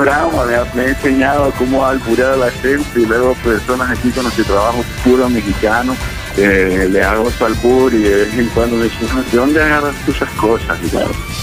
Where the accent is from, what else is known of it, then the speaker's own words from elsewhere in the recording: Nicaragua; now in United States; Yo soy nicaragüense, de Pino Ledo, de corazón.